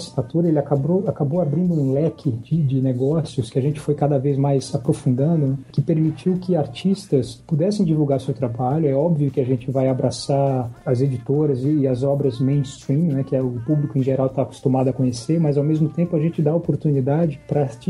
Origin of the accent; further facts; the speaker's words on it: Paraíba, Brazil; now in São Paulo, Brazil; da Paraíba, de onde eu sou, o João Paulo também, a gente é natural de lá, eu moro em São Paulo há algum tempo.